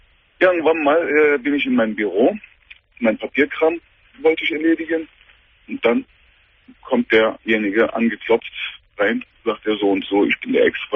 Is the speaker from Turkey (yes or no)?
yes; Turkey; German is a second language; ich bin 39 Jahre alt. Ursprünglich bin ich ein Türke, komme ich aus der Türkei.